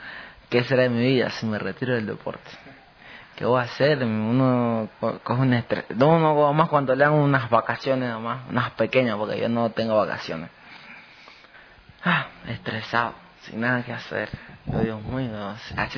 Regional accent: Ecuador; Yo en mi país pienso darle hasta lo último. A ver si conseguimos otra medalla olímpica. Y darle a hacer reconocer el nombre de Ecuador.

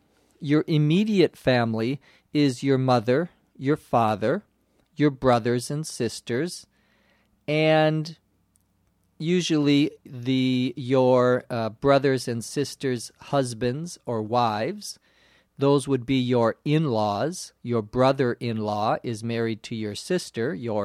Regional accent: St. Paul, Minnesota, United States; born or raised there

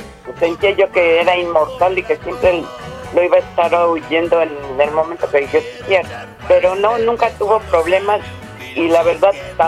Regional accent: Mexico City, Mexico; born there; yo nací en el Distrito Federal y el día que me muera va a ser Distrito Federal también para mí.

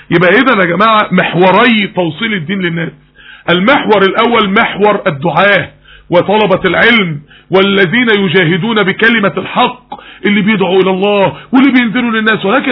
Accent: Mansoura, Dakahlia, Egypt; في احد الجامعات عندنا في المنصورة

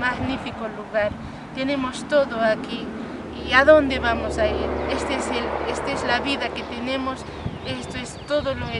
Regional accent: Chinchero, Cusco, Peru; saben que soy de Chinchero

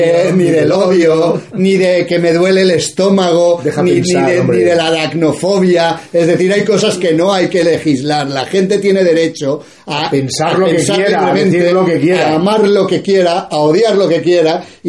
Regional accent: Spain; yo no soy flamenco, soy español, a mucha honra

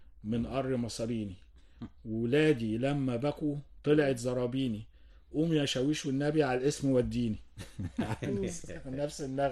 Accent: Cairo, Cairo Governorate, Egypt; كنا ساكنين وانا صغير في وسط البلد، فكان قريب مني قوي السور الأزبكية القديم

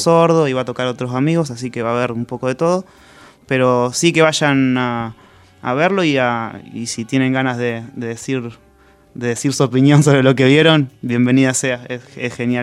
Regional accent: Santa Rosa, La Pampa, Argentina; yo soy de La Pampa, soy de Santa Rosa, y viví ahí

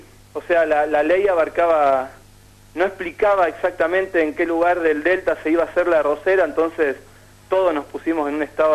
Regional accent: Rosario, Santa Fe, Argentina; Sí, yo soy de Rosario. Yo vivo a orillas de los humedales del río Paraná.

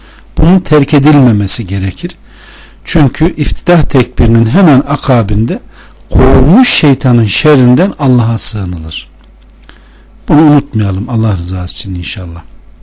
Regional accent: Konya, Turkey; Ben de Konyalıyım. Hem de has Konyalıyım vallahi.

